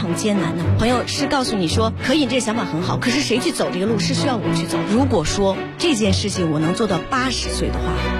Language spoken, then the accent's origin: Chinese; Dalian, Liaoning, China; 也是我们大连海边城市从小就喜欢吃